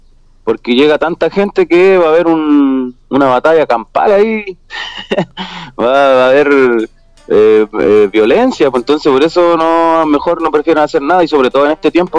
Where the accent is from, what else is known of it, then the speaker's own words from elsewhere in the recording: Santiago, Santiago Metropolitan Region, Chile; Bueno, yo hablo específicamente de Santiago porque nosotros somos de Santiago. Bueno, igual hemos recorrido harto de norte